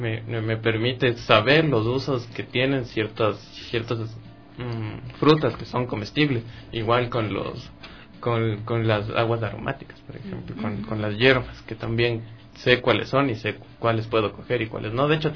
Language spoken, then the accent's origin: Spanish; Tumbaco, Pichincha, Ecuador; yo crecí en el Valle de Tumbaco.